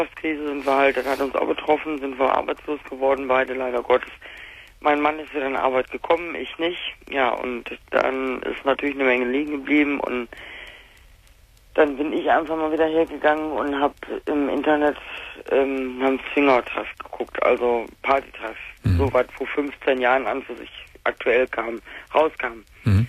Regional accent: North Rhine-Westphalia, Germany; now in Hesse, Germany; Bei uns im Ruhrgebiet, ich bin jetzt in Hessen hier, bei uns im Rheinland, die Preise sind im Arsch.

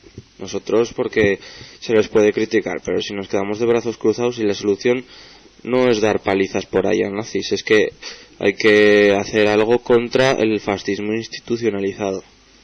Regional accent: Zaragoza, Aragon, Spain; las radios alternativas de Zaragoza, a los que somos maños

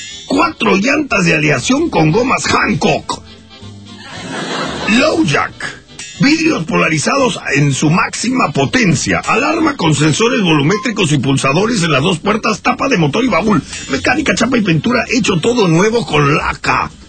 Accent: Rosario, Santa Fe, Argentina; Porque soy de Fisherton.

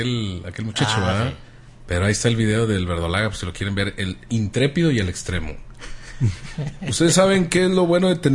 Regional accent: Jalisco, Mexico; ya ando con mi botella de tequila, escuchándolos como buen jalisciense

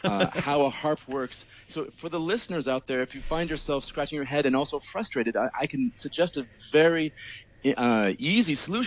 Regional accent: Arizona, United States; moved away as an adult; now in New York, United States; Yeah, I'm from Arizona originally in the States. I've basically been moving east constantly. So I grew up in Arizona. I went to school in Arizona, then moved to New York to do a master's degree at Juilliard.

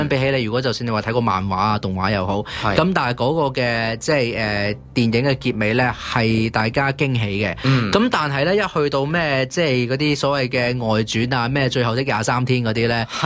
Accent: Hong Kong; 有啲其实我哋香港人或者唔识嘅一啲日本综艺嘅人物啊

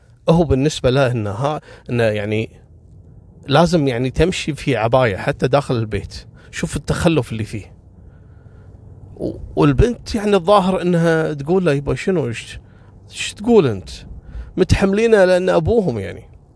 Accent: Kuwait; وعذبوهم عندنا في الكويت في منطقة اسمها كبت

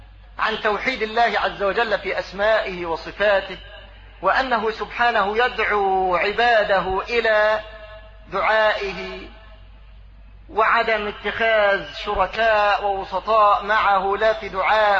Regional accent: Egypt; لا سيما في بلدنا مصر

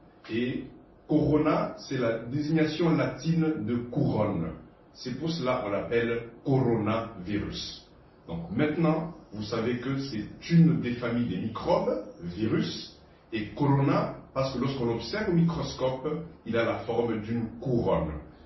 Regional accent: DR Congo; l'Université de Mbujimayi au Kasaï oriental chez nous au Congo. Je suis actuellement en mission humanitaire à Bamako, au Mali

